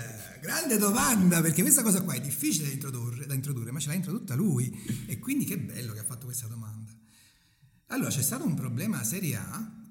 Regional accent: Avellino, Campania, Italy; io sono di Avellino e sono molto bianco

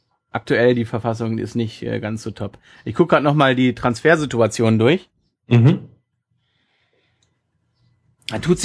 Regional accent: Frankfurt, Hesse, Germany; gerade als Frankfurter, die ja eigentlich per se immer so ein bisschen Abstiegskampf schwelen.

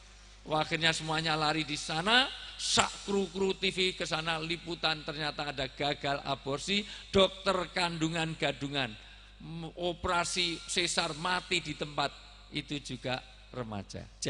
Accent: Java, Indonesia; Saya asli orang Jawa

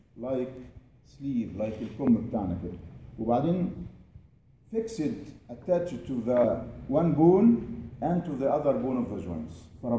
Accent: Egypt; لا احنا عندنا في مصر عاده كوبايتنا ازاز

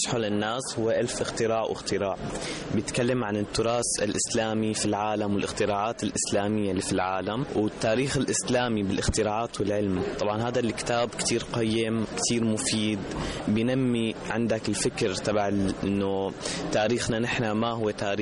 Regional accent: Syria; من سوريا.

